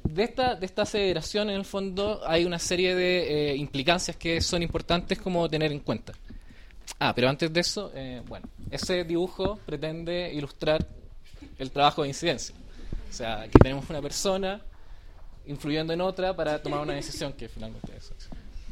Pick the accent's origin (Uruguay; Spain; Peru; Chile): Chile; Santiago, Santiago Metropolitan; Vengo de Chile, de Santiago.